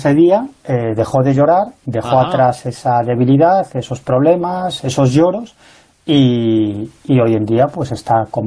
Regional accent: Galicia, Spain; creía que era algo propio de mi tierra, de Galicia

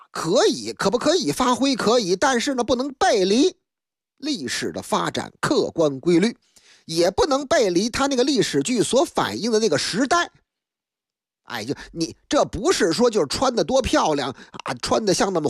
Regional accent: Beijing, China; 在我的老家北京劲松一带，那个地方那是个成熟的社区，有很多那个老旧的楼房

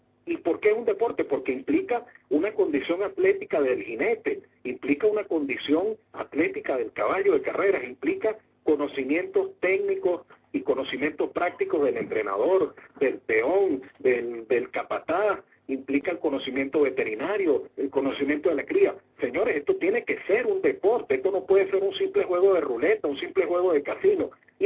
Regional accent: Venezuela; a mí particularmente como hípico y como venezolano a mí me da vergüenza

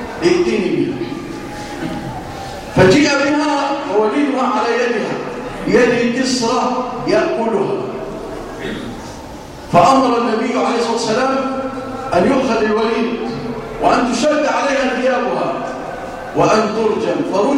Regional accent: Egypt; اللهم اجعل بلادنا مصر آمنة مطمئنة وسائر بلاد المسلمين.

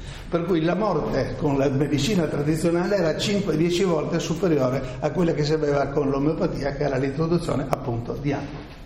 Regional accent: Trieste, Friuli-Venezia Giulia, Italy; Sono triestino, quindi permeato di romanticismo mitteleuropeo

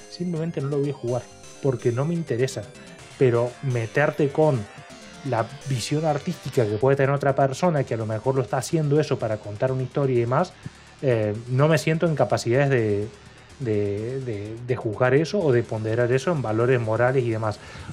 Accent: Argentina; tanto en lo que es este país, de donde yo vengo yo en Argentina

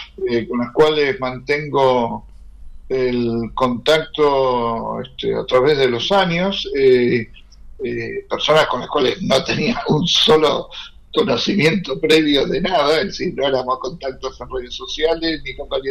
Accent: Argentina; sean del mismo país como nuestro, Argentina, o de otros países

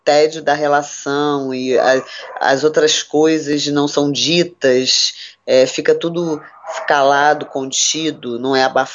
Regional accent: Rio de Janeiro, Brazil; Eu sou aqui do Rio de Janeiro, atendo num consultório aqui na cidade de Nova Iguaçu.

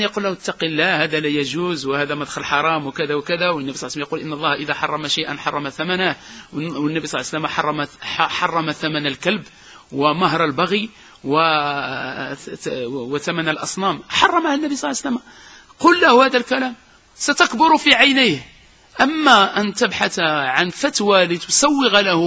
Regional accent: Casablanca, Casablanca-Settat, Morocco; هذا المصيبة اللي عندنا في الدار البيضاء

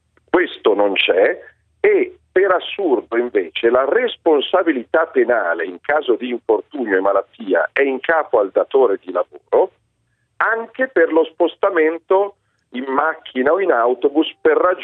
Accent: Lombardy, Italy; perché io non capisco da italiano, non da lombardo, da italiano

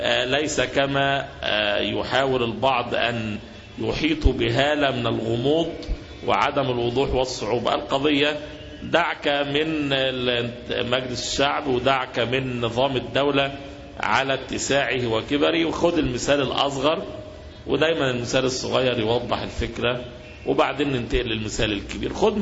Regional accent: Egypt; يعني احنا عندنا في مصر عندنا زراعة، عندنا شواطئ يعني البحر المتوسط والبحر الاحمر

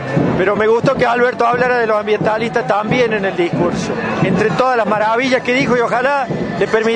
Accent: Córdoba, Argentina; lamentablemente soy de Córdoba

